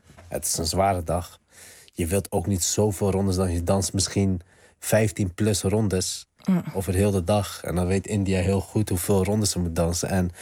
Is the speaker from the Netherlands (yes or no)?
yes; Netherlands; Natuurlijk, ik ben opgegroeid in Nederland. En Nederland heeft mij ook gemaakt voor wie ik ben.